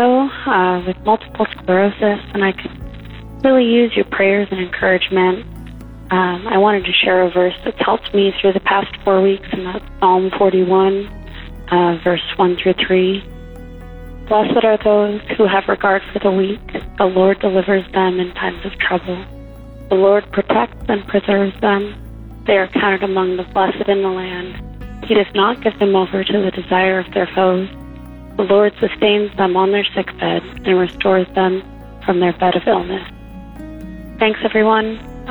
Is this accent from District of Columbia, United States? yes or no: yes; District of Columbia, United States; I'm from District of Columbia.